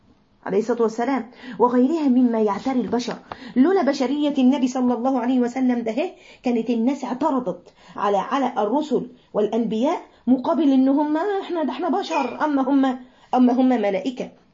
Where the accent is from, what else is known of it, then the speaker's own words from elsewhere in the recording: Mansoura, Dakahlia, Egypt; من المنصورة ربنا يبارك في الجميع